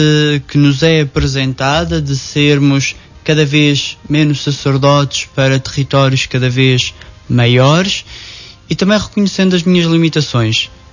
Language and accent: Portuguese; Nogueira, Portugal; comunidades que constituem Nogueira. Foi um dia de festa, festa não só por eu celebrar a primeira missa na minha terra